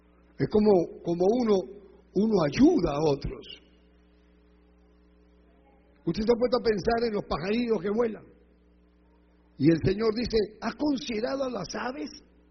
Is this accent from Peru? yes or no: yes; Peru; now in Ecuador; Yo podía haberme ido a Perú y dejado el Ecuador y vivir en el Perú, porque soy peruano